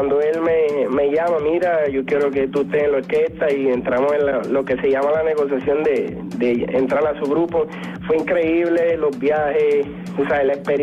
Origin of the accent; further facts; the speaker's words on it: Puerto Rico; productores de música en mi país, Puerto Rico